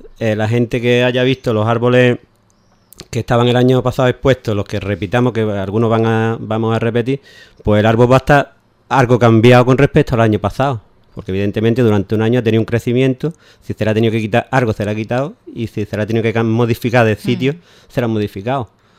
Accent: Ubrique, Andalusia, Spain; que somos gente de Ubrique y, como hemos dicho antes, de toda, prácticamente toda la provincia.

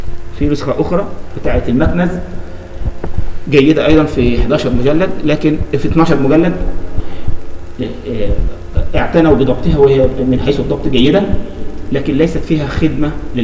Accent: Egypt; ودي كانت مجموعة عندنا في مصر

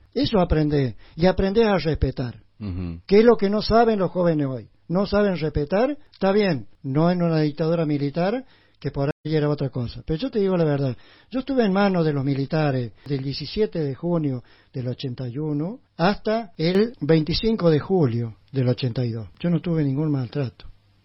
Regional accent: Chilín, Córdoba, Argentina; Yo no soy nativo de acá de Capilla del Monte, yo soy nativo de acá de Chilín.

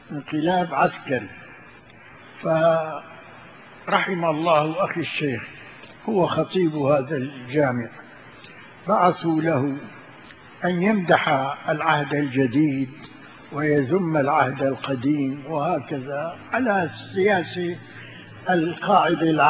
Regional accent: Sanaa, Amanat Al Asimah, Yemen; قلنا له نحن اولاد صنعاء

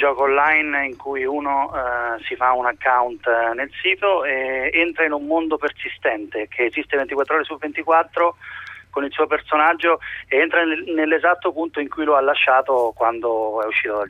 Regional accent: Spoleto, Umbria, Italy; io sono di Spoleto e ce ne sono almeno altri 4-5 di Spoleto in Umbria

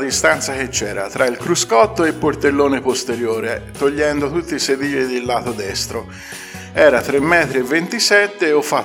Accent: Ambra, Tuscany, Italy; noi che siamo di Ambra

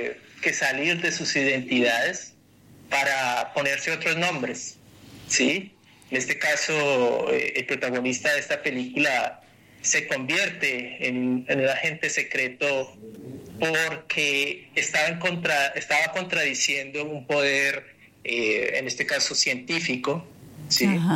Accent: Colombia; acercándonos al país de donde soy, que es Colombia

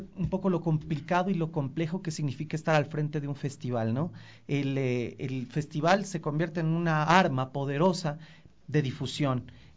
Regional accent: Ecuador; pero a veces a nosotros como ecuatorianos como que nos difuminamos en latinos

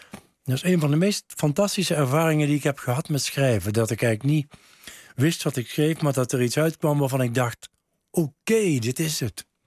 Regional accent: Nuenen, North Brabant, Netherlands; first language Brabantian dialect; Omdat dat mijn oertaal is. Omdat ik bij ons thuis in Nuenen werd er Brabants gepraat, Nuenens gepraat. En pas op school kwam het Nederlands.

